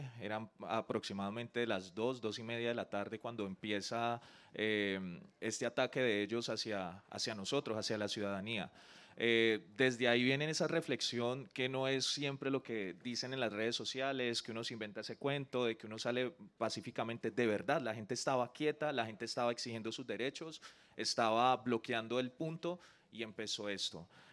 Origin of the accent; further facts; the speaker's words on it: Colombia; como esa depresión como ciudadano, como colombiano, y preguntarse